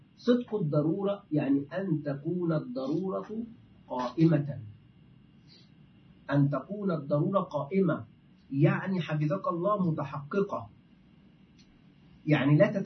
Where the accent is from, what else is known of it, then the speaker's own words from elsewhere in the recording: Egypt; عندنا في مصر يفعلون هذا